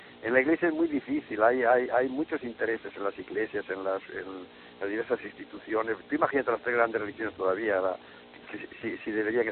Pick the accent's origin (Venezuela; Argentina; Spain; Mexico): Spain; Galicia; de mi infancia en Galicia en los tiempos cuando estalló la guerra